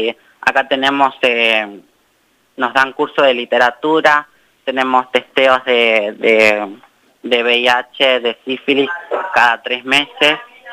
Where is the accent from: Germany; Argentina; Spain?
Argentina; Salta; en lo que pasa en mi ciudad, porque yo soy de Salta